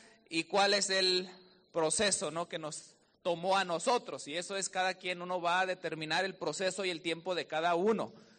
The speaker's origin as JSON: {"language": "Spanish", "region": "Aguascalientes", "country": "Mexico", "tie": "born or raised there", "moved": "yes", "lives_now": "Palmdale, United States", "said": "yo soy ahí originario de Aguascalientes, México, y nos venimos a encontrar. Llega acá mi papá, después por cosas del destino nos movemos a Palmdale, California"}